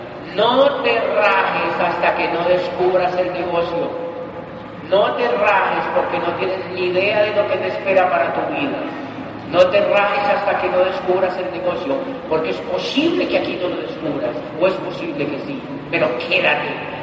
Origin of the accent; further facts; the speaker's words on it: Colombia; yo soy un estudiante de doctorado, soy colombiano, yo quiero hacer ese negocio.